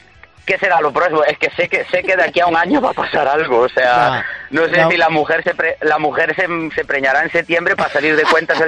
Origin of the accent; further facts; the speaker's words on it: Ribeira, Galicia, Spain; Un amigo mío venía desde el pueblo, desde Ribeira, no, desde Ribeira es mi pueblo, ¿no?